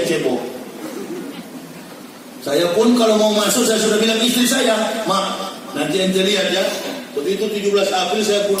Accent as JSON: {"language": "Indonesian", "town": "Manado", "region": "North Sulawesi", "country": "Indonesia", "said": "kami Manado, orang asli Manado itu gak ada yang Islam."}